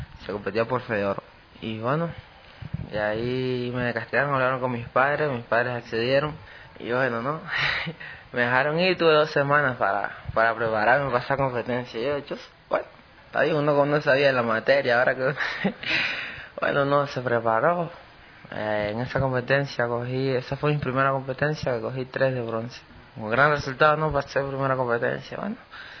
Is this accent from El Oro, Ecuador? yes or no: yes; Machala, El Oro, Ecuador; born there; now in Quito, Ecuador